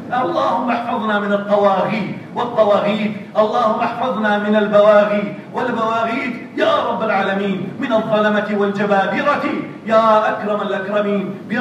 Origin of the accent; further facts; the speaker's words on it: Kurdistan Region, Iraq; اللهم احفظ بلدنا كردستان هذا يا رب العالمين